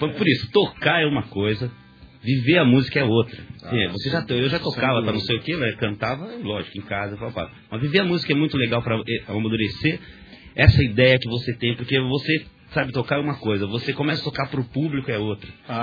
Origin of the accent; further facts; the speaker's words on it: São Paulo, Brazil; eu sou paulistano, né? Sempre gostei da cidade